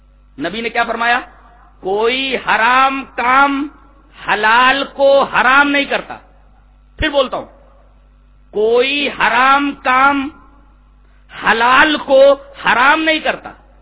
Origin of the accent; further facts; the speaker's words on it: India; میں ہندوستانی ہوں اور الحمدللہ ہم ہندوستانی ہیں, فخر سے کہو کہ ہم ہندوستانی ہیں.